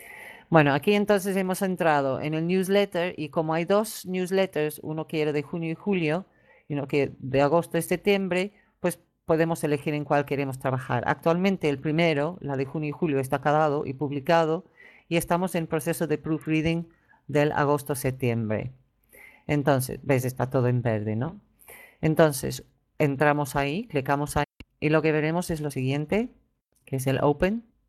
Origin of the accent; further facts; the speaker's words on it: England, United Kingdom; creo que es más bien de la localidad inglesa de donde soy yo